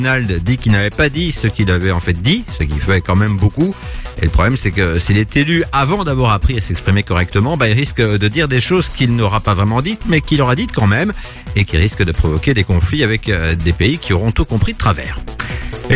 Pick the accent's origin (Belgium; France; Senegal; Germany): Belgium; On s'en rend pas forcément compte chez nous en Belgique, mais c'est l'été.